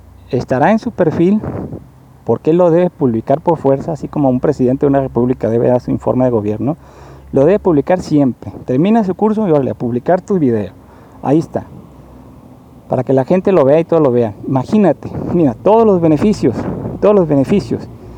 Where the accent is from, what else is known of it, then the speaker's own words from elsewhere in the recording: Mazatlán, Sinaloa, Mexico; Yo soy de Mazatlán también